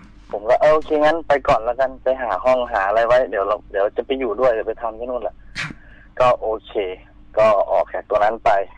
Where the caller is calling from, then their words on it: Surin, Thailand; อยู่ที่สุรินทร์นะครับเพิ่งมาถึงตอน2ทุ่มนะครับ